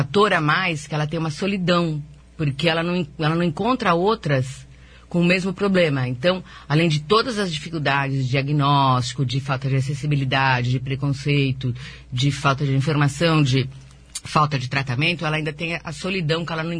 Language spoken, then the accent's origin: Portuguese; São Paulo, Brazil; eu viajei para 4 estados fora de São Paulo, que eu sou de São Paulo